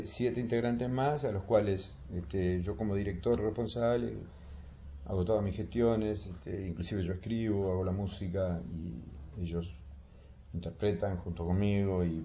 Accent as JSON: {"language": "Spanish", "region": "Montevideo", "country": "Uruguay", "said": "Yo soy del Cerro de Montevideo"}